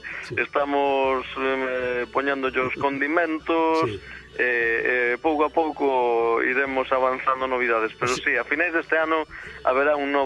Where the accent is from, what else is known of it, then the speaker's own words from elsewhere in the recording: Cambados, Galicia, Spain; tamén participo de vez en cando coa banda de música do meu povo, a banda de música de Castrelo, de Cambados.